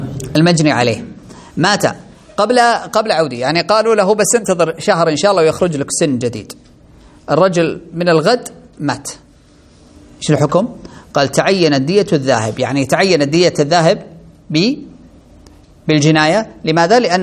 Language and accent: Arabic; Saudi Arabia; القرارات القضائية عندنا في السعودية هنا